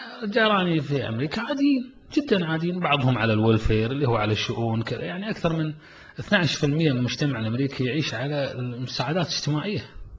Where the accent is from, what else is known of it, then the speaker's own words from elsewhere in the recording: Kuwait; احنا كمجتمع كويتي نمر في ظروف